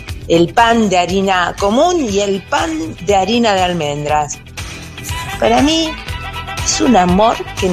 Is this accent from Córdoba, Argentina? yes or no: no; Ituzaingó, Buenos Aires Province, Argentina; de Ituzaingó.